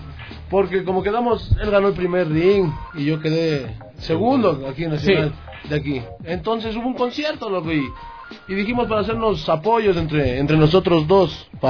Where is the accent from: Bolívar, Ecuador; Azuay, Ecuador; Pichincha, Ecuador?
Pichincha, Ecuador; Quito; Mi barrio es de La Tola.